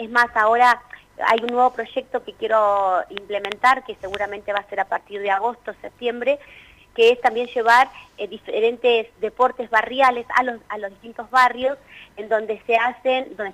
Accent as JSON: {"language": "Spanish", "town": "Toay", "region": "La Pampa", "country": "Argentina", "said": "yo soy acá de Toay"}